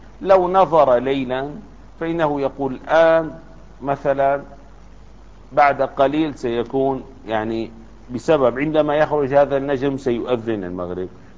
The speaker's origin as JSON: {"language": "Arabic", "town": "Damascus", "region": "Damascus Governorate", "country": "Syria", "said": "يعني في دمشق خاصة كبلدة في بلدتنا"}